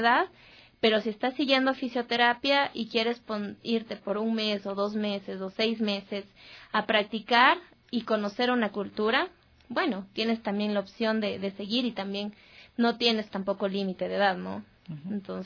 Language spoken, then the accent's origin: Spanish; Ambato, Tungurahua, Ecuador; Sí, soy ecuatoriano y probablemente, bueno, yo soy de Ambato